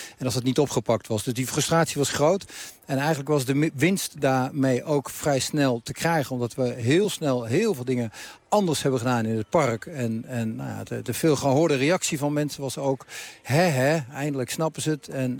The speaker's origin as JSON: {"language": "Dutch", "town": "Haarlem", "region": "North Holland", "country": "Netherlands", "said": "Ja, dat klopt. Ik ben een man uit Haarlem."}